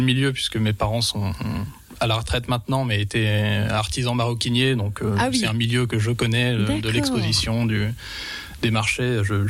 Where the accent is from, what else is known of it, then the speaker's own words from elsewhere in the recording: Grand Est, France; born there; Je suis né dans les Vosges, donc depuis un an. Je suis né sur les hauts des Vosges, au Boson, dans les Vosges saunoises, juste au-dessus de rue sur Moselle. Et depuis un an, j'habite à rue, donc à Sceaux.